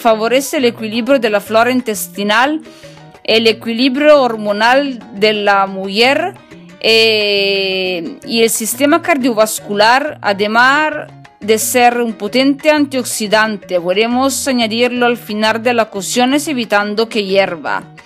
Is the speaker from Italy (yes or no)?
yes; Piedmont, Italy; Spanish is a second language; yo vengo de Italia, el norte de Italia, en la región del Piemonte